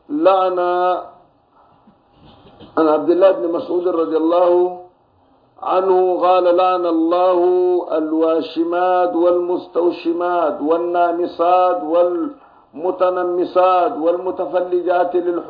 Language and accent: Arabic; Sudan; نحن هنا عندنا في السودان وفي غيرها من الدول الإفريقية بنعمل الوسم ده